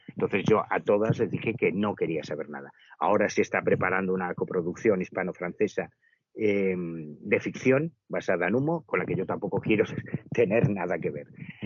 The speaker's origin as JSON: {"language": "Spanish", "town": "Betanzos", "region": "Galicia", "country": "Spain", "said": "soy un puto estudiante de Betanzos que vengo desde Galicia porque me interesa el tema"}